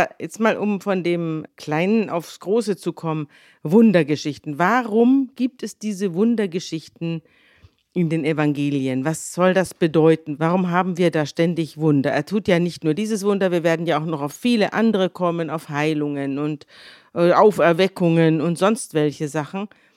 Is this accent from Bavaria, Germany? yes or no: yes; Munich, Bavaria, Germany; In München, da hat man das alles nicht so bitter ernst genommen